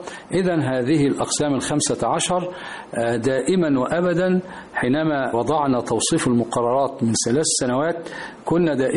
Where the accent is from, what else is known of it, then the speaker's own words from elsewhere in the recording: Egypt; يعني بلدنا مصر